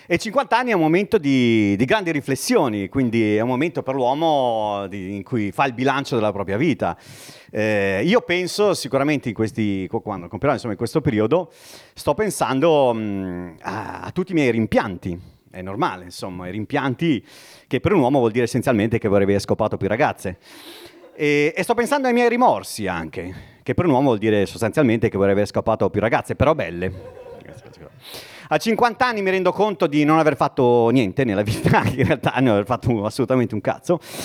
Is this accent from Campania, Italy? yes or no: no; Bologna, Emilia-Romagna, Italy; born there; io sono nato a Bologna, quindi Andrea ha citato Bologna, io in effetti sono nato a Bologna.